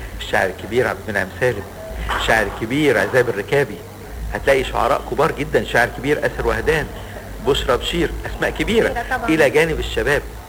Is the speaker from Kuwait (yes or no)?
no; Alexandria, Alexandria Governorate, Egypt; حتى لما نروح القاهرة نقول لهم اصل احنا اسكندرانية، اصل احنا بنحب اسكندرية وبنعشقها